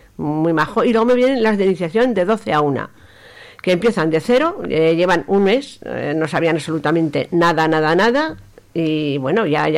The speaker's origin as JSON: {"language": "Spanish", "region": "Aragon", "country": "Spain", "said": "Yo soy maña de los pies a la cabeza"}